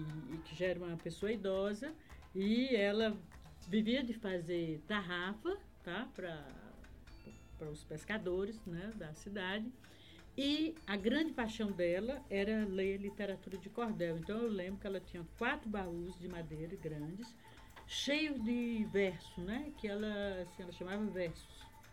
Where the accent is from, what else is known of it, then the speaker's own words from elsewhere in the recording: Feijó, Acre, Brazil; eu sou do Acre, mas eu sou assim, mais cearense do que vocês, né? Porque eu digo que eu sou uma cearense indo e voltando, porque meu pai era cearense, meus avós maternos eram cearenses